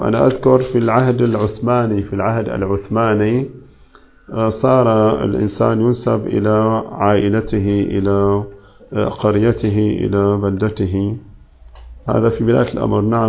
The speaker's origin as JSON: {"language": "Arabic", "country": "Syria", "said": "مو في كل البلاد، عندنا في سوريا ما غير موجود هذا"}